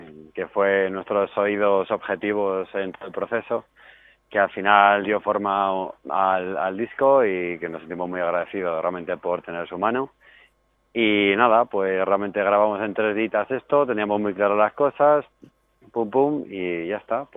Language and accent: Spanish; Burgos, Castile and León, Spain; Yo soy de Burgos, tampoco tenemos.